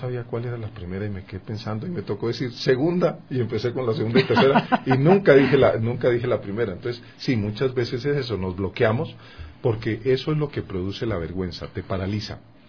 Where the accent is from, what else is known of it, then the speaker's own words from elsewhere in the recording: Colombia; era en Bogotá, yo soy colombiano